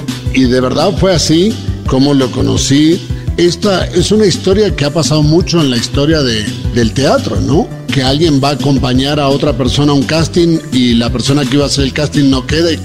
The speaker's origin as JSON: {"language": "Spanish", "region": "Buenos Aires Province", "country": "Argentina", "tie": "born or raised there", "said": "Yo nací en la ciudad de Buenos Aires. O sea, soy porteño por haber nacido en la ciudad de Buenos Aires. Y bien porteño, porque en esa época mi papá era ferroviario y los ferrocarriles tenían un hospital propio frente al puerto de Buenos Aires, así que más porteño imposible."}